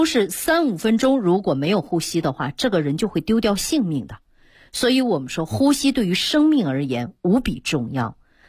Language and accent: Chinese; Northeast China, China; 就是我们东北人讲话叫胯骨轴子啊